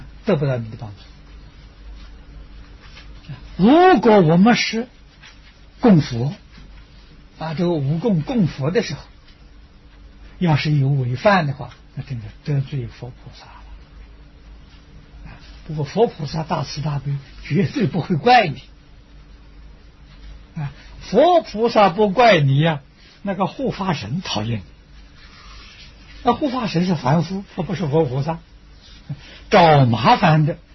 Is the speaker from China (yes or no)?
yes; China; 这一点我们中国人不如外国人啊